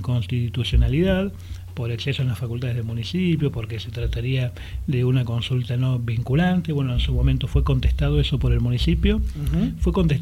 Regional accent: Buenos Aires, Argentina; accent: porteño; now in Loncopué, Argentina; vivo en Loncopué desde el año 2007. Uh-huh. Me establecí en marzo del 2007. Bueno, tengo acento porteño.

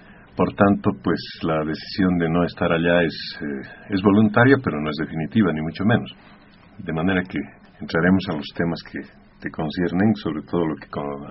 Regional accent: Sucre, Chuquisaca, Bolivia; now in La Paz, Bolivia; si bien no estoy en mi ciudad natal, que es Sucre, pues temporalmente acá estoy en La Paz, como estuve durante otras ocasiones.

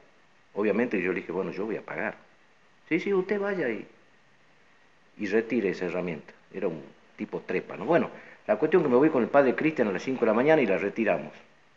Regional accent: Tartagal, Salta, Argentina; la única facultad de ingeniería de perforación está en mi pueblo, en Tartagal

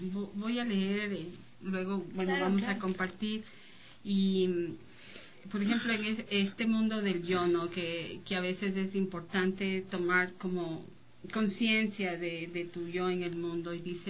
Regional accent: Quito, Pichincha, Ecuador; yo pienso que como quiteños y equinocciales, volver al tema de los equilibrios en todo es básico

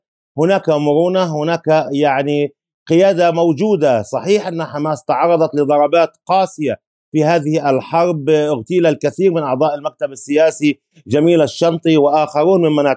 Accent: Palestine; كفلسطينيين لا يمكننا أن نرجح الرواية الإسرائيلية

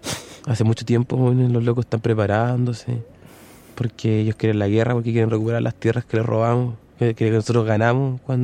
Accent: Chile; si yo a mí alguna vez esta cagada de país me pesca y me dice tenéis que ir a la guerra porque soy chileno

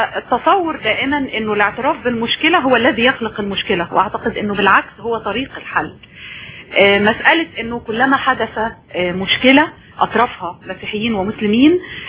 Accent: Egypt; وأنا مواطنة مصرية

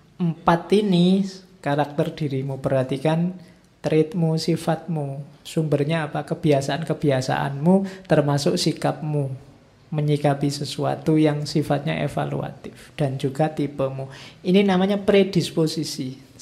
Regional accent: East Java, Indonesia; also born or lived in Yogyakarta; Atau sama-sama Jawa, neng aku Jawa Timur.

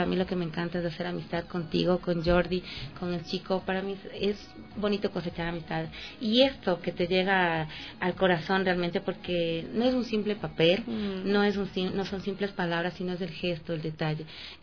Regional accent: Ecuador; que nos ayuden como ecuatorianos, como buenos ecuatorianos que somos

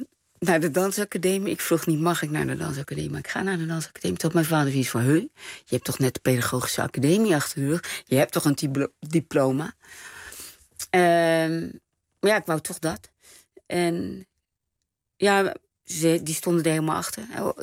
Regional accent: Rotterdam, South Holland, Netherlands; En ik kom uit Rotterdam, Nederland. Dus ik heb geen exotische internationale naam.

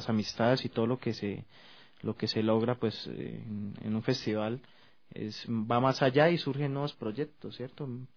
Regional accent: Bucaramanga, Santander, Colombia; De Colombia, de Bucaramanga, Colombia, sí.

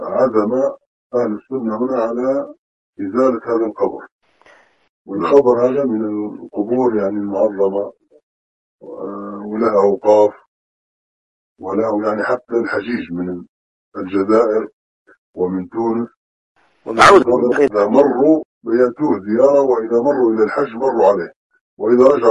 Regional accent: Libya; عندنا في ليبيا

